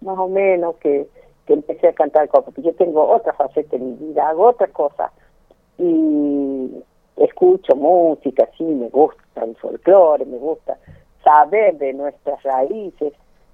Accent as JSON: {"language": "Spanish", "town": "La Quiaca", "region": "Jujuy", "country": "Argentina", "moved": "yes", "lives_now": "Córdoba, Argentina", "said": "Tenemos influencia boliviana, porque yo soy de la Quiaca"}